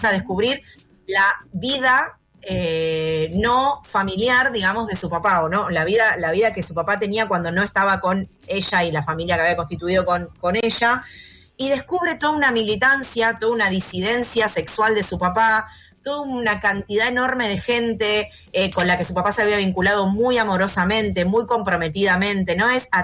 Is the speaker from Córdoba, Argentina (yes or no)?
no; González Catán, Buenos Aires Province, Argentina; Me crié en Catán y se filmaron en Catán